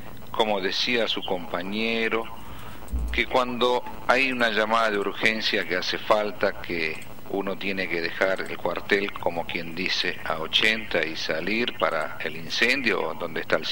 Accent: Chaco, Argentina; Hay un problema, que yo no soy natural de Córdoba. ¿De dónde es natural? Yo soy del Chaco.

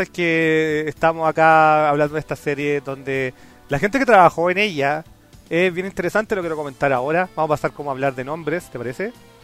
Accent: Chile; siendo chileno te preguntas

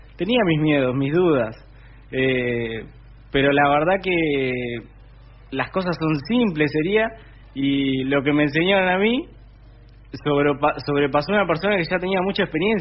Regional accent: Cañuelas, Buenos Aires Province, Argentina; Tengo 20 años. Bueno, soy de acá de la ciudad de Cañuelas, nací en Capital. Como ya bien decías, me formé en mi escuela de barrio, en Santa Rosa. Hice toda mi primaria ahí. Hice la secundaria acá en Cañuelas, en la escuela técnica.

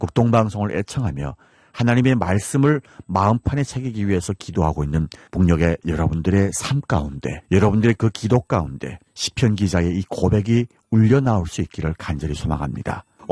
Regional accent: North Korea; now in South Korea; 진행을 맡은 저는 탈북민

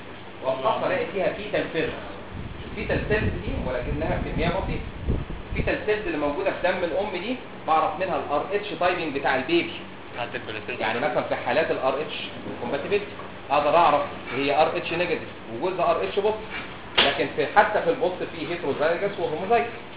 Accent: Egypt; يعني عندنا في مصر، يعني اتكلم في مصر

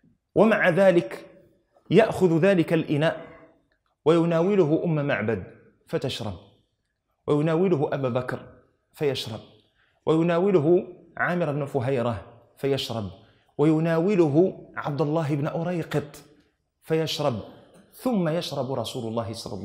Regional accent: Morocco; احنا معلوم عندنا في المغرب يؤتى شخص فتسند إليه مسؤولية صب الشاي

